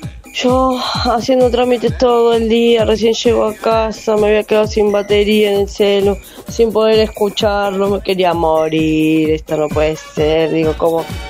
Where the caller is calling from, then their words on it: Quilmes, Buenos Aires Province, Argentina; de Quilmes